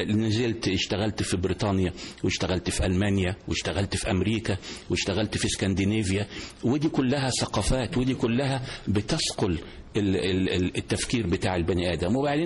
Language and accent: Arabic; Egypt; moved away as an adult; now in United Kingdom; أنا متابع مصري لمصر كويس جدا، لأن أنا باجي مصر تقريبا يمكن مرة كل شهر أو مرة كل شهرين، بقعد فترة صغيرة.